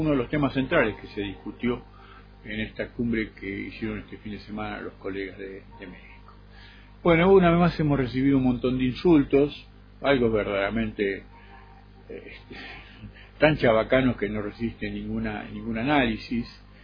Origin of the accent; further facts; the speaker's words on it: Argentina; now in Bogotá, Colombia; Y me siento bien, nunca me sentí agredido, inclusive me siento respetado, ¿no? Como argentino.